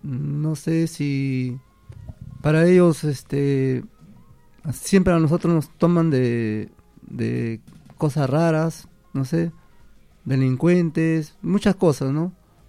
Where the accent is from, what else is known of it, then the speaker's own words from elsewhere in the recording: Peru; Yo soy peruano